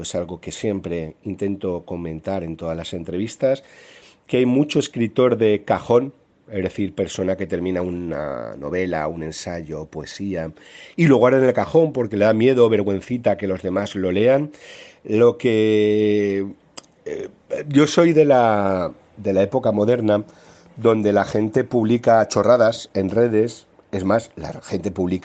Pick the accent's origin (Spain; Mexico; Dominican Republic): Spain; Valencia, Valencian Community; la Semana Santa de mi pueblo marinero, del Grao, del Cabañal, del Cañamelar